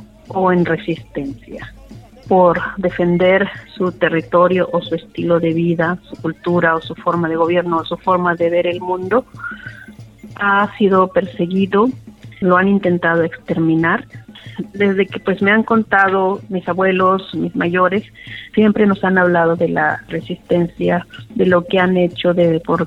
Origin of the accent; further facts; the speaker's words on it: Loma de Bácum, Sonora, Mexico; pues vengo del pueblo yaqui, soy de Loma de Bacum.